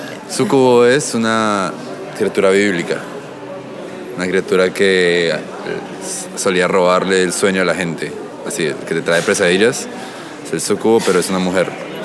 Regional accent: Colombia; now in Buenos Aires, Argentina; De Colombia.

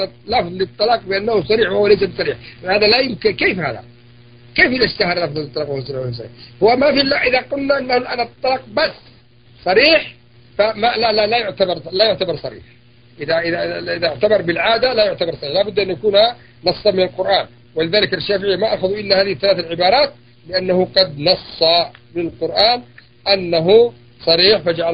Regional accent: Yemen; وهي لغة عندنا في اليمن

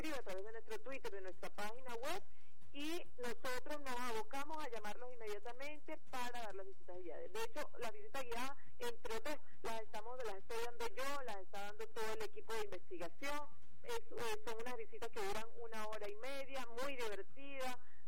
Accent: Venezuela; el pueblo de Venezuela

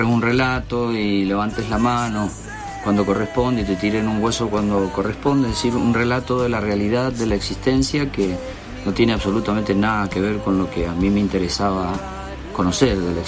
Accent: Uspallata, Mendoza, Argentina; yo veía como chico de la montaña, porque yo bajé de Uspallata, me crié en Uspallata, en la naturaleza, y cuando llegué a la ciudad fue muy fuerte el impacto

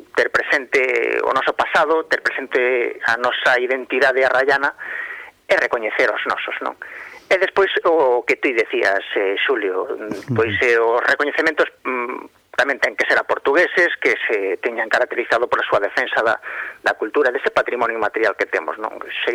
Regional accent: Lobios, Galicia, Spain; empezamos con esta andaina por Ludeiros, donde eu nacín, non, o lado de nunha aldea de Lobios, li pegadiña a Lindoso, na mesma raia, non?

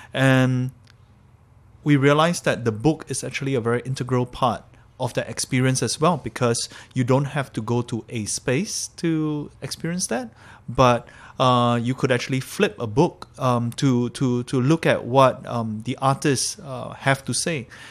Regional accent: Singapore; also born or lived in Malaysia; We grew up in Singapore and Malaysia.

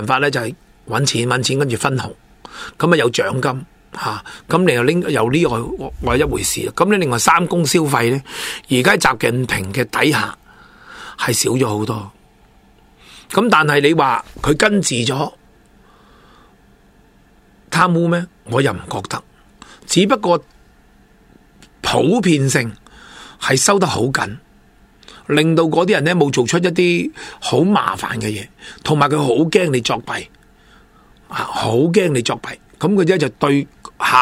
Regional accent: China; 因为我哋中国人成日有句说话好叻嘅

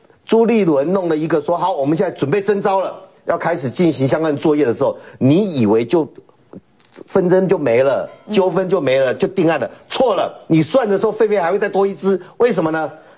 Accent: Taoyuan, Taiwan; 我们都桃园，我小时候在桃园嘛，

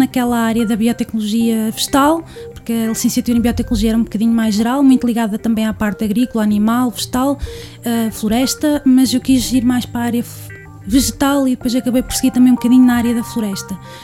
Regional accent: Leiria, Centro, Portugal; Eu sou de Leiria e fiz meu percurso académico por Coimbra.

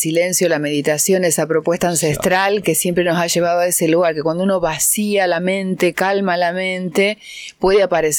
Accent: Casilda, Santa Fe, Argentina; Casilda, mi ciudad natal.

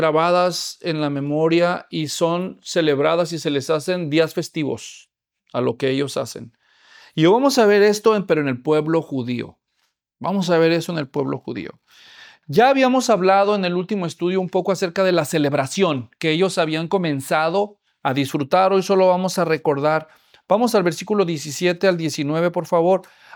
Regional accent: Mexico; Es difícil para nosotros no saber eso, los que nacimos allá, porque eso es muy inculcado entre los niños desde temprana edad.

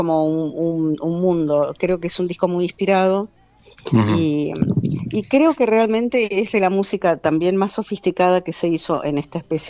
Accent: Argentina; Por eso soy argentina

